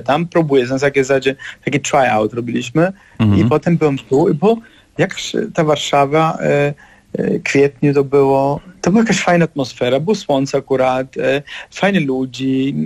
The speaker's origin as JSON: {"language": "Polish", "country": "Germany", "tie": "born or raised there", "second_language": "Polish", "lives_now": "Poland", "said": "Ja się wychowałem w Niemczech, jestem synem imigrantów z Sycylii"}